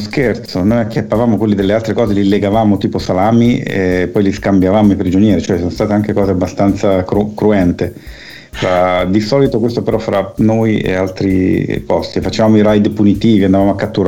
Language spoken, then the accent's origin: Italian; Milan, Lombardy, Italy; Io sono nato nel 70 e sono cresciuto a Milano in un quartiere che all'epoca era periferico, adesso è quasi in centro perché la città è cresciuta a dismisura